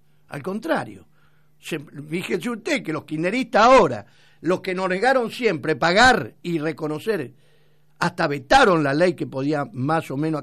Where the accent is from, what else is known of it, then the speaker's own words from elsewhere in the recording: Argentina; yo tengo mi conducta política y mi conducta como argentino